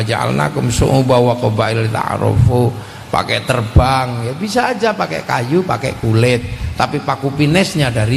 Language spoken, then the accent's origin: Indonesian; Java, Indonesia; Di kampung saya di Jawa